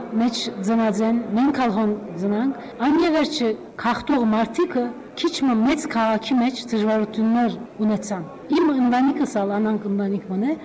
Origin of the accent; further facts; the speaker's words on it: Adıyaman, Turkey; born there; first language Turkish; Armenian is a second language; now in Istanbul, Turkey; բայց բոլսացի չեմ, Անատոլիա մեջ Ադիաման ծնած եմ, բոլոր ընտանիքը սալ Հոնգեի գերենք 70-ները, 40 տարի էի վեր Բոլիս Գաբրինք, հայլալով, հայախոս չեմ, վերջերս սորվեցա